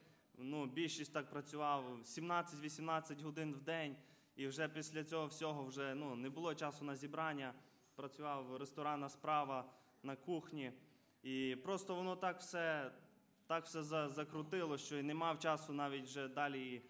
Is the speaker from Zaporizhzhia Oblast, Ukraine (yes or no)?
no; Kovel, Volyn Oblast, Ukraine; я сам із Волинської області, міста Ковеля.